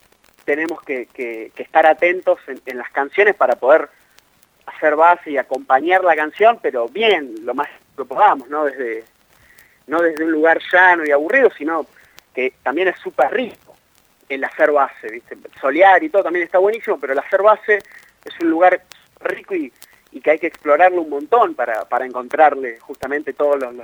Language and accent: Spanish; Argentina; Soy argentino